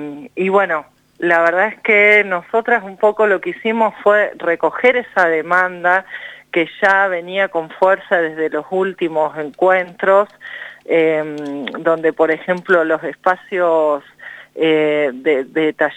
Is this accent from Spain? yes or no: no; Merlo, San Luis, Argentina; Yo soy de Merlo, así es, sí, bien al norte. También estoy muy cerquita del límite con Córdoba.